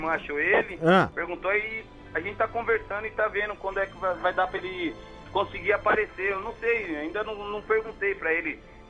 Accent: Bahia, Brazil; moved away as an adult; Eu sou baiano, nasci lá, 24 anos passei.

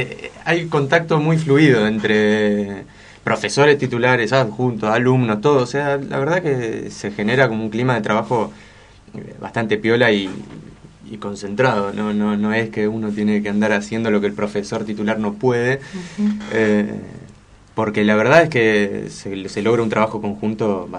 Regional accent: El Bolsón, Río Negro, Argentina; also born or lived in Buenos Aires; Sí, en realidad en Bolsón estoy hace poco tiempo, relativamente, digamos. O sea, yo soy de Bolsón, pero de alguna manera me fui a trabajar, a estudiar a Buenos Aires y volví el año pasado.

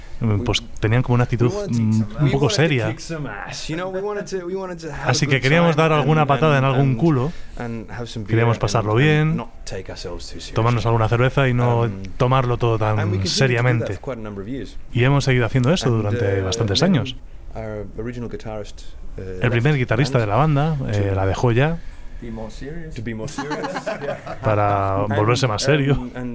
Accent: Australia; also born or lived in Scotland; now in Denmark; soy de Escocia. Y crecí en Australia. Y ahora vivo en Dinamarca.

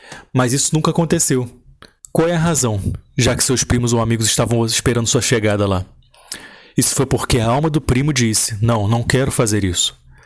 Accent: Iran; Portuguese is a second language; A outra parte vem do meu passado como iraniano, que eu gosto

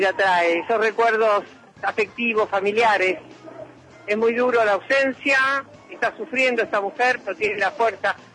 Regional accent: Argentina; yo soy jubilada, hablaba de derechos humanos, soy una abuela de Plaza de Mayo, habla como argentina

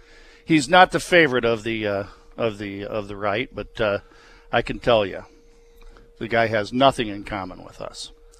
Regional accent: Michigan, United States; Yeah, that's what he said about my home state of Michigan.

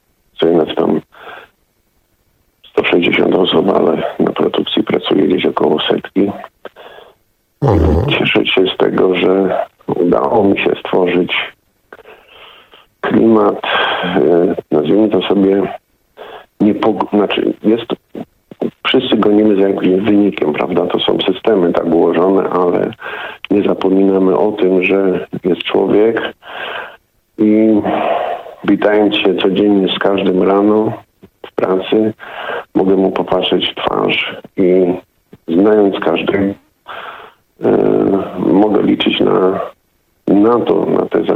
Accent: Wałbrzych, Lower Silesian Voivodeship, Poland; pochodzę z Wałbrzycha, który przechodzi pewną przemianę dosyć mocną z miejsca, które było bardzo, bardzo zaniedbane, biedne.

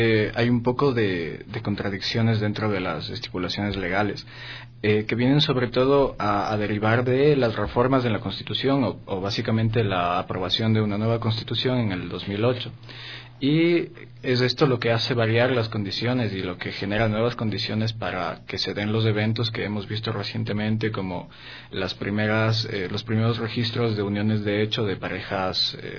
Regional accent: Ecuador; dentro de nuestras posibilidades civiles como ecuatorianos

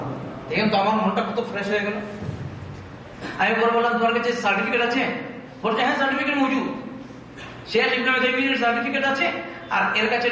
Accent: Bangladesh; আমি বললাম আমি কলকাতা না, আমি হচ্ছি বাংলাদেশি, আর এ হচ্ছে কলকাতা।

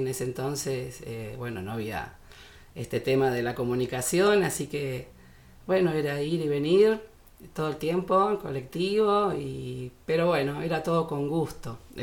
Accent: Buenos Aires, Argentina; also born or lived in Isidro Casanova; Yo soy de Buenos Aires, ¿sí? Soy porteña, nací en la capital, pero mis orígenes son en Isidro Casanova, donde está el Club Almirante Brown

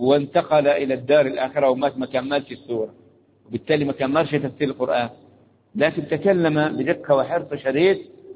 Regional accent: Egypt; قلنا احنا مصريين، فرحة هذه المصريين أهم وفرحانين بمصر بمصر

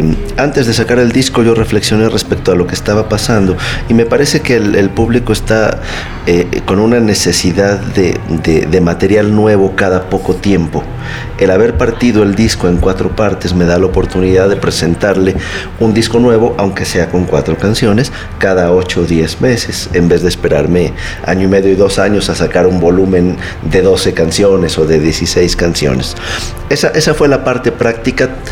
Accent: Mérida, Yucatán, Mexico; Pues yo nací en la ciudad de Mérida, Yucatán. Soy orgullosamente yucateco.

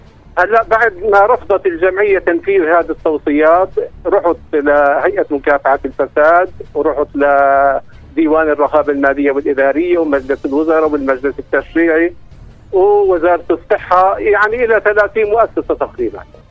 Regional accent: Nablus, West Bank, Palestine; من نابلس، كنت اشتغل في المستشفى الاتحادي النسائي بنابلس.

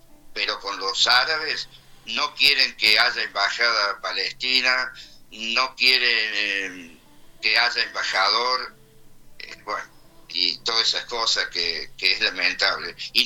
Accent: Argentina; Soy orgullosamente argentino, ¿no? Estoy orgullosamente argentino, orgulloso de ser argentino hasta la médula.

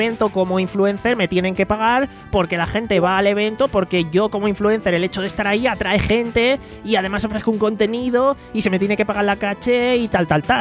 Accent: Alicante, Valencian Community, Spain; Y quiero decir, obvio, ¿no? Soy de Alicante.

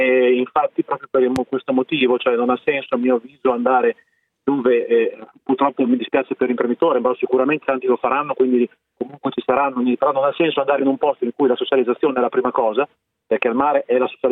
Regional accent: Emilia-Romagna, Italy; sono dell'Emilia Romagna, puoi immaginare.

